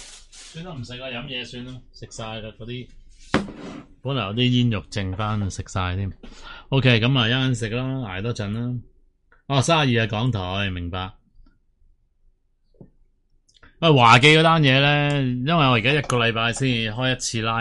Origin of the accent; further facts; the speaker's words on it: Hong Kong; 就是加害我们香港人没了这个自由的加害者咯